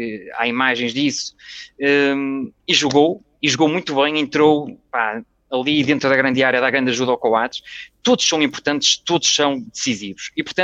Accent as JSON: {"language": "Portuguese", "region": "North", "country": "Portugal", "said": "Mas nós somos aqui do Norte, é por isso que te vou deixar de fora, porque nós somos do Norte."}